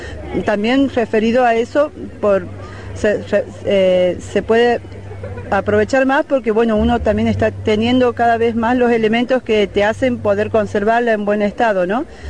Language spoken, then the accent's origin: Spanish; Travesía, Córdoba, Argentina; de Tras la Sierra, de Travesía especialmente.